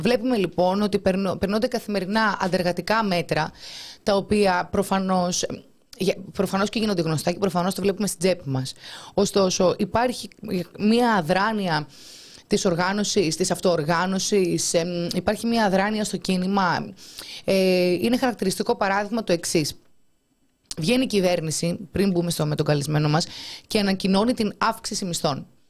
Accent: Crete, Greece; Εμείς είμαστε και από την Κρήτη και αυτά τα πράγματα μας φαίνονται απίστευτα να μπορούμε να πατήσουμε στην άμμο.

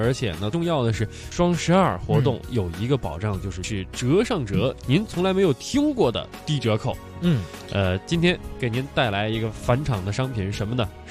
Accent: Hohhot, Inner Mongolia, China; 我确实啊，我是呼和浩特长大的，西蒙离我们那开车2小时。

